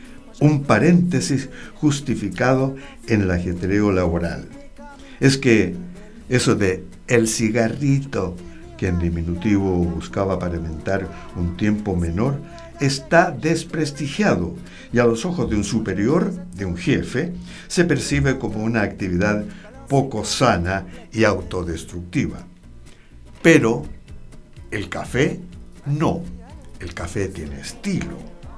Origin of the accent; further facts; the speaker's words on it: Chile; ¿Para qué somos buenos los chilenos, digo?